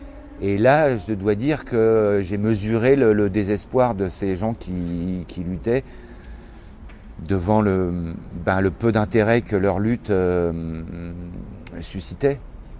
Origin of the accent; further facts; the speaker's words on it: France; Je suis un Français, et c'est un peuple très politique, la France, qu'on le veuille ou non.